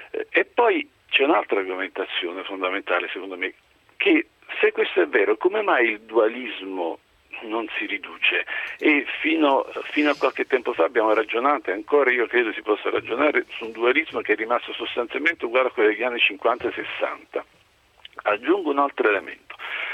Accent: Naples, Campania, Italy; essendo napoletano

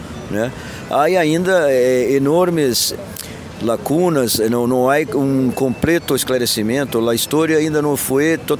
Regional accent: Brazil; soy de Brasil, de Grupo Tortura Nunca Más de Río de Janeiro. Soy hijo, neto y sobrino de desaparecidos políticos de Brasil.

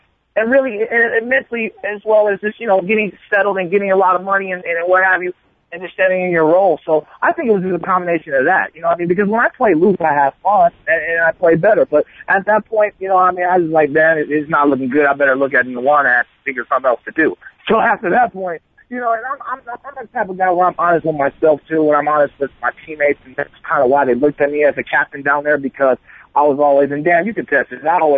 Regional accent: Oakland, California, United States; No, I'm from Oakland, man.

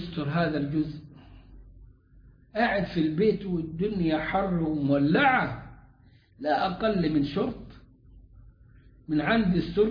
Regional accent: Egypt; عندنا في مصر في الصعيد

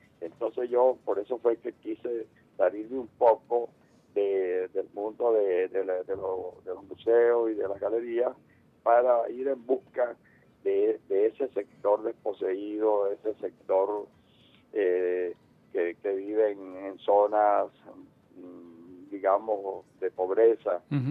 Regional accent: Caripito, Monagas, Venezuela; en el pueblo donde yo nací, en Caripito, en el estado Monagas.

